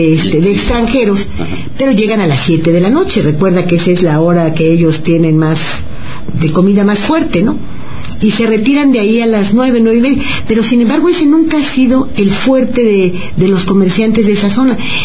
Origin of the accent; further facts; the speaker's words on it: Mexico; los que no podemos vacacionar somos los mexicanos porque no tenemos dinero